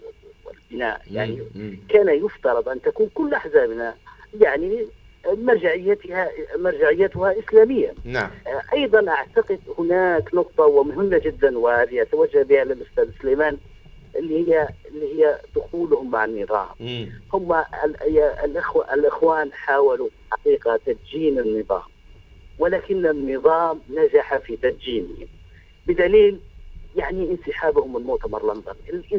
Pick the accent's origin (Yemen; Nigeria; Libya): Libya; هذا الكلام طبعا ينطبق على الجماعة عندنا في ليبيا وينطبق حتى على الجماعة في مصر.